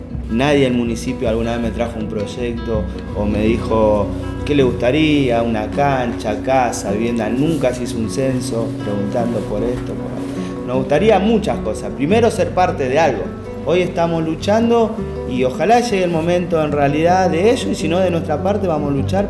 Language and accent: Spanish; Vicente López, Buenos Aires Province, Argentina; born there; todos los que nacimos ahí en Vicente López, esa salina, no tuvimos la oportunidad de comprarnos una casa o un terreno.